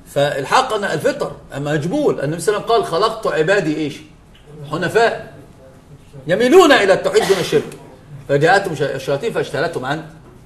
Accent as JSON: {"language": "Arabic", "country": "Egypt", "said": "الإلحاد انتشر كان في الجامعات عندنا في مصر شديد جدا"}